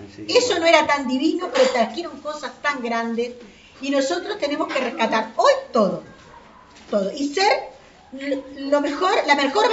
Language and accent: Spanish; Uruguay; ahora es el momento de demostrar lo inteligentes que somos los uruguayos.